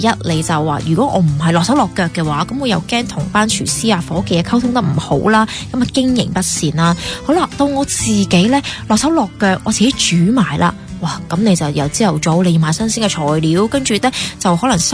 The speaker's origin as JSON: {"language": "Cantonese", "country": "Hong Kong", "said": "其实我哋香港人最好嘅地方就係一啲好食嘅嘢呢就一起去 share 啦，"}